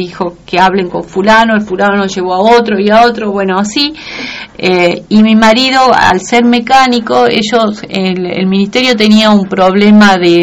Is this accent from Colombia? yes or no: no; Concepción, Tucumán, Argentina; En el sur de la provincia, uh-huh. En Concepción. Ajá. Mis padres viven en el campo, mi mamá falleció el año pasado, mi papá todavía vive. Ellos viven, yo crecí cultivando